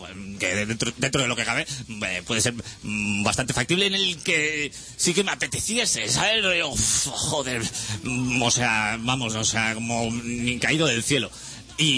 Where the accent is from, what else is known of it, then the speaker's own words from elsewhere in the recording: Catalonia, Spain; Pues se supone que como catalán que soy, pocas